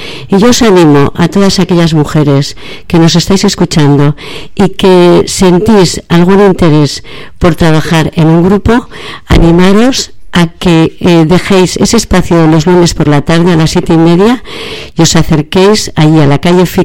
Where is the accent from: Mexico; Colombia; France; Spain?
Spain; Bilbao, Basque Country; yo soy una mujer de Bilbao